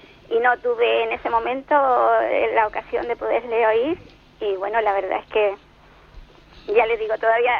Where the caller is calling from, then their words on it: Cádiz, Andalusia, Spain; de Cádiz.